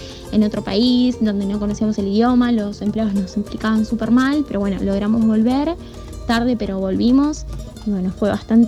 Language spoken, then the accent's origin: Spanish; Temperley, Buenos Aires Province, Argentina; soy de Temperley